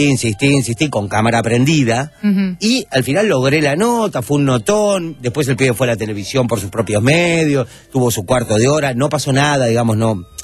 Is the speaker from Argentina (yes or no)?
no; Uruguay; Y aparte porque soy uruguayo y conocía más o menos Punta del Este.